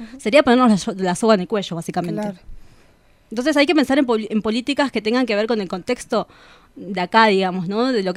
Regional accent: Bolivia; now in Argentina; yo no soy argentina.

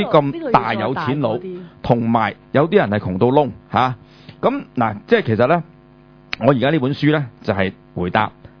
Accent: China; 咁就點解我唔係美國人？點解我係中國人？

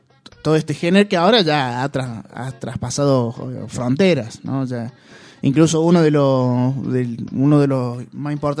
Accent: Paraná, Entre Ríos, Argentina; yo vengo de Paraná

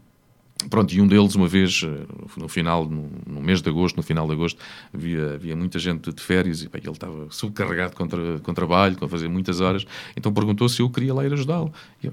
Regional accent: Ribatejo, Portugal; Quer dizer, sou um ribatejano. Não tenho nenhum orgulho especial por ser ribatejano. Sou ribatejano.

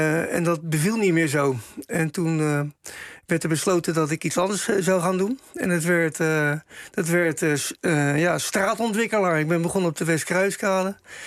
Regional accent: Rotterdam, South Holland, Netherlands; om daar je tanden in te zetten als Rotterdammer, om een stuk van je eigen stad te verbeteren.

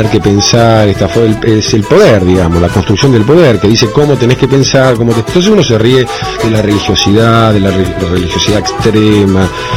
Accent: Castelar, Buenos Aires Province, Argentina; also born or lived in Morón; Nací vivía en Castelar y nací en Morón. Y después, en el año 68, me mudé a Villaluro

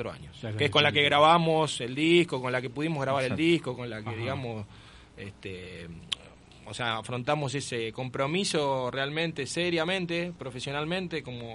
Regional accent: Celina, Argentina; La banda se formó en Celina, yo soy de Celina

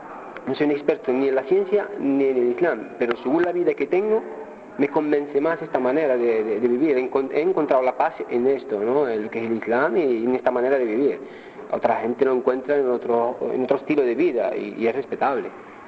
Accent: Seville, Andalusia, Spain; Yo me crié en Sevilla desde los 12 años.

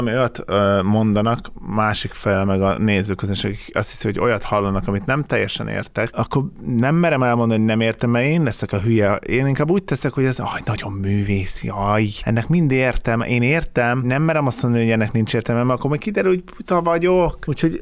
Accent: Hungary; Magyarként, aki itt nőtt fel, azt választom, ahol felnőttem.

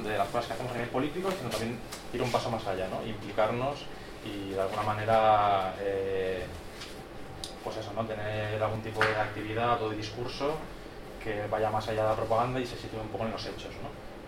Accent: Barcelona, Catalonia, Spain; de Barcelona. Soy un de Acción Libertaria de Sants, Asamblea de Lleida, anarquista de Cataluña.

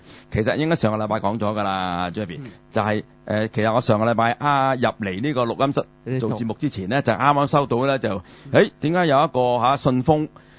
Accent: Guangdong, China; 即系唔同我哋广东人嗰啲拼音嗰啲传统嘅

